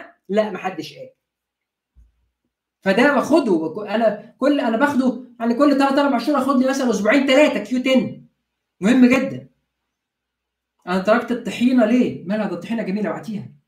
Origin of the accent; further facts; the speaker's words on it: Egypt; عندنا في مصر.